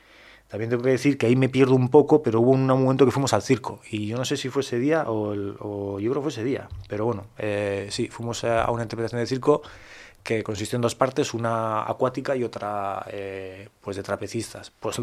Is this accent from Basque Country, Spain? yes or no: yes; Basque Country, Spain; Pues tengo que decir que no me la sé en castellano, porque yo soy vasco